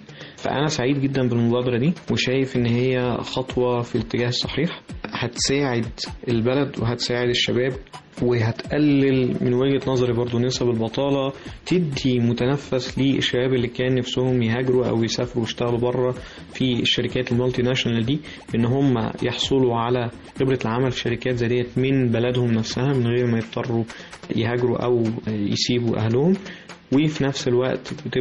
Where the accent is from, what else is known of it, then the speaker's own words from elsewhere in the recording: Egypt; لازم إحنا كشباب مصريين نكتنزها